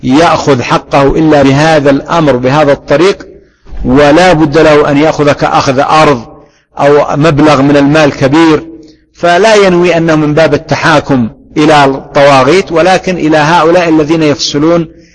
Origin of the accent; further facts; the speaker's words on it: Yemen; وهذا حاصل عندنا في اليمن، ونحن الحمد لله بلد وعندنا بلد إسلامي